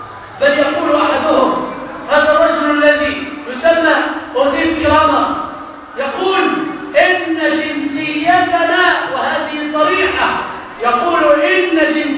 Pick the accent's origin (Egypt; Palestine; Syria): Egypt; ما الذي يحدد هوية بلدنا مصر؟